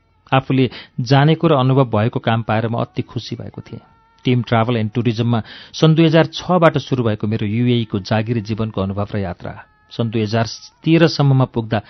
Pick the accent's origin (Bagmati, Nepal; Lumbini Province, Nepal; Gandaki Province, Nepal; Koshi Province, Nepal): Gandaki Province, Nepal; Putalibazar; मध्यमवर्गीय परिवारमा जन्मेको मैले अभाव र गरिबी महसुस गर्नै परेन। पुतली बजार 4 रामकोष स्याङ्जाका उकाली ओह्रालीहरूमा हाँस्दै खेल्दै अनि रामकोष फुलबारी निमाविमा कक्षा 7 पढ्दै बाल्यकाल सुटुक्कै बित्यो।